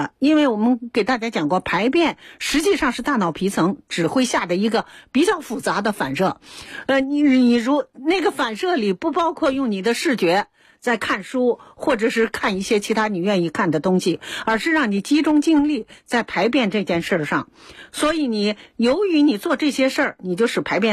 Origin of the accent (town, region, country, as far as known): China